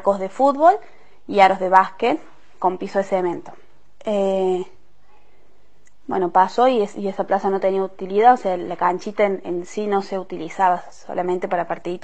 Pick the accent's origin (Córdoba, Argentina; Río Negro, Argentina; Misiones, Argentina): Córdoba, Argentina; Huerta Grande; somos de Huerta Grande, del barrio Villa Parque, entre los límites de Los Lirios.